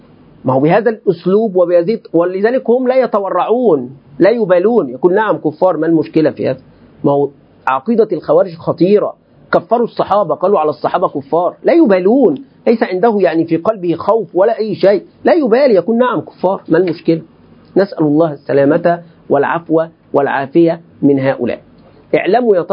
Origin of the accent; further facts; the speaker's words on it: Egypt; عندنا في مصر